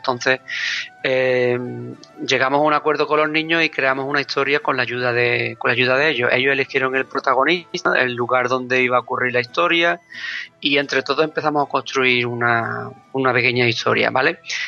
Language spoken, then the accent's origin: Spanish; Zaragoza, Aragon, Spain; os lo digo porque soy de Zaragoza, ¿no? Los dos.